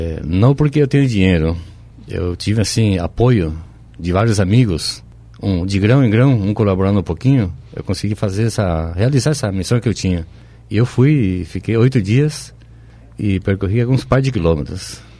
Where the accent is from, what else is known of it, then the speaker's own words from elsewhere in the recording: Itapé, Guairá, Paraguay; now in Foz do Iguaçu, Brazil; Não, eu sou nascido no Paraguai, no interior do Paraguai, minha cidade se chama Itapé.